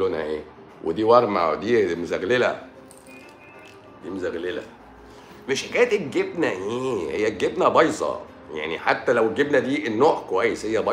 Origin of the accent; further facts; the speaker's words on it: Egypt; عندنا في مصر